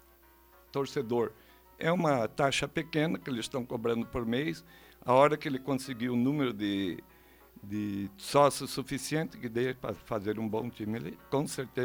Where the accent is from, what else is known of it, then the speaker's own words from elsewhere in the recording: Tamanduá, Paraná, Brazil; born there; eu nasci ali no Tamanduá em 1944, hoje estou com 71 anos, falta poucos meses para 72